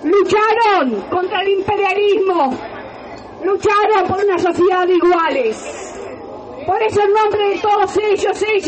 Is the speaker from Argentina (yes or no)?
yes; La Plata, Buenos Aires Province, Argentina; en mi ciudad natal, la ciudad de La Plata, fueron 100 compañeros asesinados.